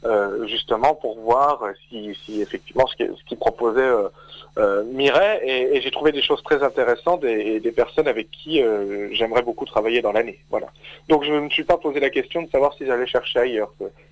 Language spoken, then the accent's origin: French; Épinal, Grand Est, France; also born or lived in Mirecourt; je suis originaire des Vosges à la base, oui, de la plaine. Je suis né à Épinal à la base, et j'ai fait mes études après. Enfin, j'ai fait mon lycée à Mirecourt, déjà en option théâtre, et après, seulement après, j'ai rejoint Nancy, oui.